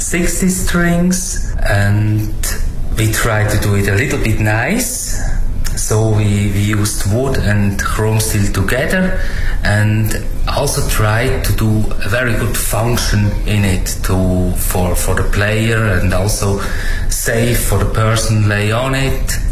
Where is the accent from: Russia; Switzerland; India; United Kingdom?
Switzerland; English is a second language; now in China; from Switzerland. Stay now 5 years in China.